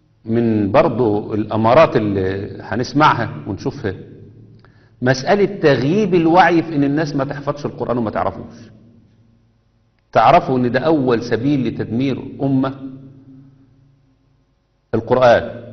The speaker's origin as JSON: {"language": "Arabic", "country": "Egypt", "said": "كنا في غرب كندا، مجموعة من الناس واقفين فشايفين شكلنا غريب شوية، انتوا منين؟ احنا من مصر، من ايجيبت."}